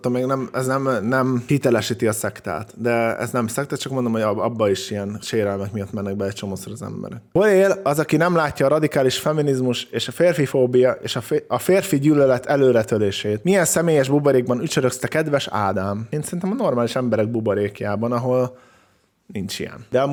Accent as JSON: {"language": "Hungarian", "country": "Hungary", "said": "Én amúgy vidékről származom, úgyhogy ezt mindig azt hiszik, hogy belpesti vagyok, de vidéki vagyok."}